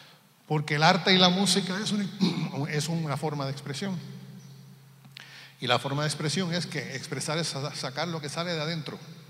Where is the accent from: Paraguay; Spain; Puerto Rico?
Puerto Rico; now in Florida, United States; donde yo vivo, de donde yo soy, ahora vivo en Florida, pero estuve viviendo en Puerto Rico casi toda mi vida